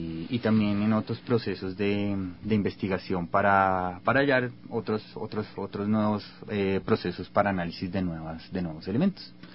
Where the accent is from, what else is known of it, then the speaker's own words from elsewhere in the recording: Bogotá, Colombia; yo vengo de la ciudad de Bogotá. Soy químico de la Universidad de Ciencias Aplicadas Ambientales de Colombia.